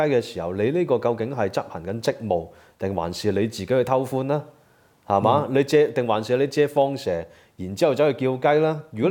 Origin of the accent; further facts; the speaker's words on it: Hong Kong; 我哋香港人嘅好朋友咧